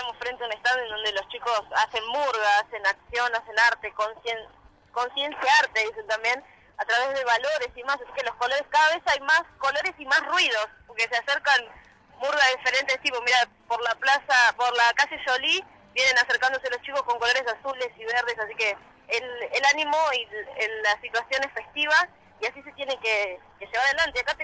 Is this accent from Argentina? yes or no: yes; Buenos Aires, Argentina; Sí, nosotros sí. Somos de Santa Brígida y Aras Trujuy.